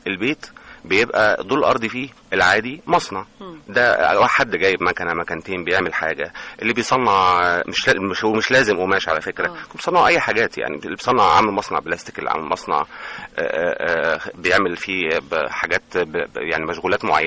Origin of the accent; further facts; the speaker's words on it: El Mahalla El Kubra, Gharbia, Egypt; احنا عندنا في المحله، احنا بلد قريبه جدا من راس البر، راس البر بينها وبيننا حوالي ساعه ونص،